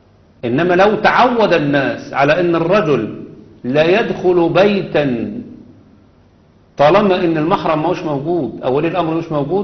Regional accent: Egypt; إحنا عندنا في مصر مثلا على سبيل المثال لو في ابن وحيد، ابن وحيد خلاص بياخد إعفاء من الجيش.

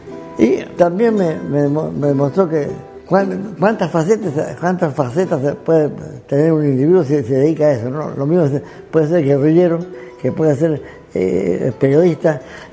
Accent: Hernando, Córdoba, Argentina; moved away as an adult; also born or lived in Venezuela / Cuba; Yo tengo prácticamente tres patrias, ¿no? Argentina, donde nací, donde me formaron científica y éticamente. Venezuela, donde me hice profesional como científico y donde conocí a mi mujer y tuve dos de mis hijos. Y Cuba

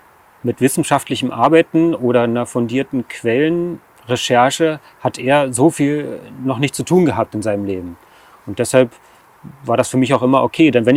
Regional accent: Berlin, Germany; ich bin 46 Jahre alt, ich komme aus dem Raum Berlin

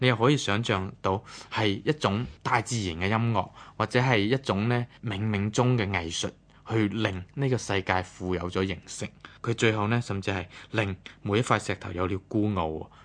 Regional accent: Hong Kong; 好多人其实我哋香港人都系噶

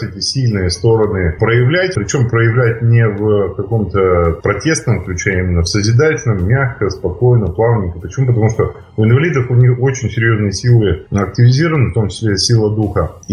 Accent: Yekaterinburg, Sverdlovsk Oblast, Russia; мы не из Петербурга, а с Екатеринбурга.

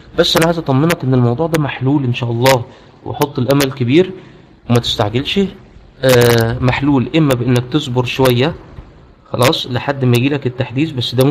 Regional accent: Egypt; وعملت مشكله مع الشركه كبيره قوي انا عندنا في مصر

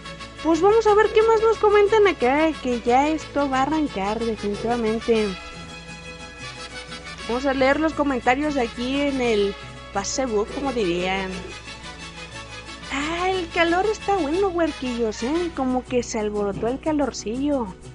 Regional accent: northern Mexico, Mexico; Pues soy allá del mero norte, la verdad. No sé si por mi acento, ¿verdad?

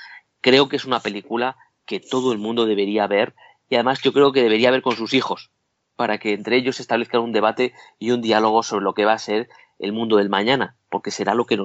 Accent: Spain; Yo soy castellano

